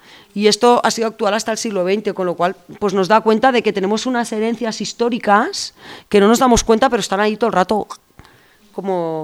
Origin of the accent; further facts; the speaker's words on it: Catalonia, Spain; que era de Menargens, que está al lado, es un pueblo que está a 9 kilómetros de mi pueblo, ¿no?